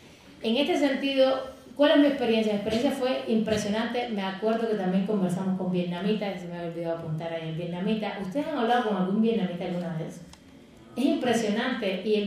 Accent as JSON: {"language": "Spanish", "town": "Rome", "region": "Lazio", "country": "Italy", "second_language": "Spanish", "said": "Soy italiano, nacido en Roma, que hablo el Esperanto desde hace aproximadamente 50 años."}